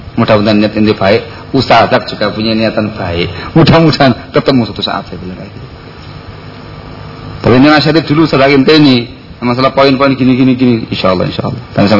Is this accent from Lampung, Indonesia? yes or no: no; East Java, Indonesia; Saya orang Jawa Timuran, ngomong di depan orang Solo yang halus kayak gini, dikanyut kasar bahasanya.